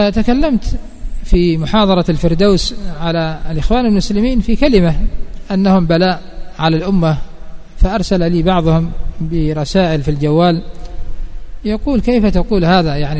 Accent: Yemen; فلا يخفى ما حصل قبل 94 عندنا في اليمن،

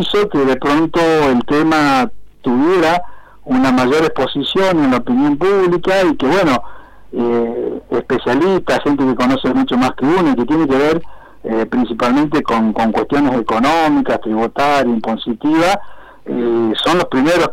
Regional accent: Argentina; para nosotros como, claro, como Estado y como pueblo argentino

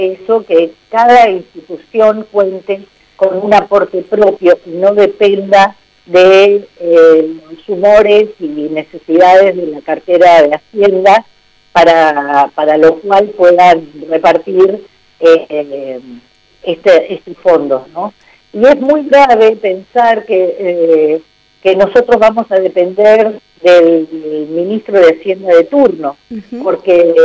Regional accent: Argentina; que es la que realmente representa a toda nuestra idiosincrasia como argentino

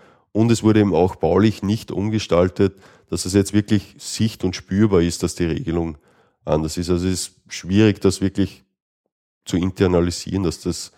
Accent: Austria; was es bei uns in Österreich etwas schwierig macht

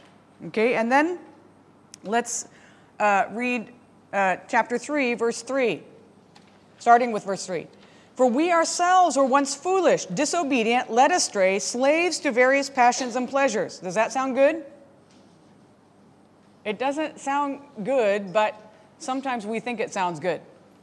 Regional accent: United States; he had asked me where I was from. I told him I was from America and where.

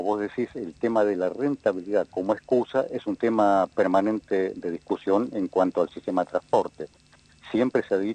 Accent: Punta Alta, Buenos Aires Province, Argentina; also born or lived in Rosario; now in Bahía Blanca, Argentina; yo soy rosarino, uh-huh. Pero me crié en Punta Alta, porque sí. A mi papá lo trasladaron por el ferrocarril a Punta Alta. Y después ya hace más de 30 años que estoy viviendo en Bahía Blanca

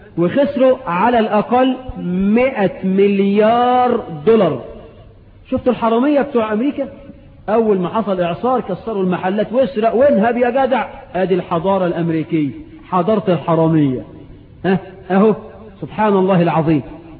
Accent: Egypt; وعندنا في مصر كتير بقى،

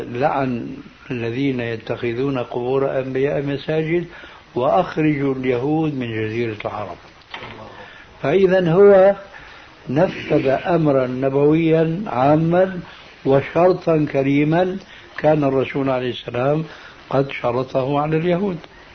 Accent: Syria; يلا كما يقولون عندنا في سوريا

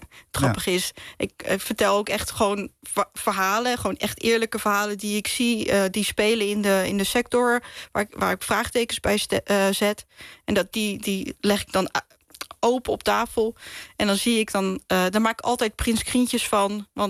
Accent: Rotterdam, South Holland, Netherlands; now in Drenthe, Netherlands; Want ik kom uit Drenthe. Tenminste, ik woon in Drenthe. Ik kom oorspronkelijk uit Rotterdam, maar ik woon nu in Drenthe.

